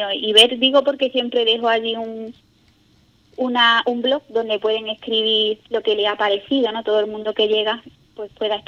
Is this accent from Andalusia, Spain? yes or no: yes; Ubrique, Andalusia, Spain; el que gente de Ubrique vaya a otros lugares, ¿no?, y puedas decir, mira, esta persona es de mi pueblo